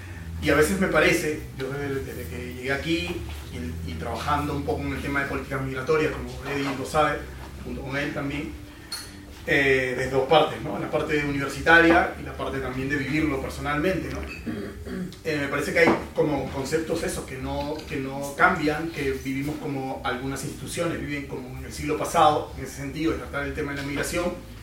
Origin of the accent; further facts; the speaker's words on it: Peru; de donde yo provengo, ¿no? Yo vengo de Perú.